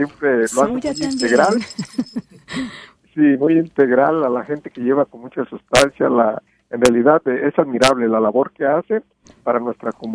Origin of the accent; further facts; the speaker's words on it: Mexico; En mi pueblo, en mi país, que es México, yo veo mucha gente